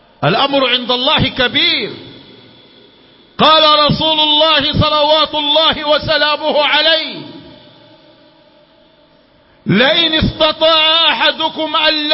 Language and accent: Arabic; Sudan; ولكن أقول ما يحدث عندنا في السودان أشد وأنكى